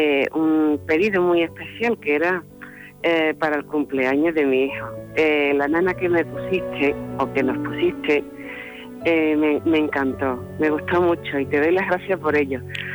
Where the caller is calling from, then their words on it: Seville, Andalusia, Spain; de Sevilla.